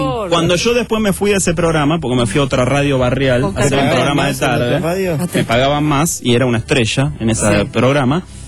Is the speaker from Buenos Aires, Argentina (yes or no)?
yes; Buenos Aires, Argentina; No iba en micro porque yo vivía cerca, yo soy de Parque Chas, me iba caminando.